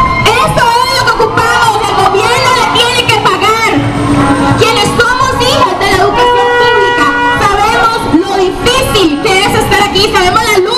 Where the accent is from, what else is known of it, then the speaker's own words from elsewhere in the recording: Costa Rica; por encima de los derechos constitucionales que tenemos como costarricenses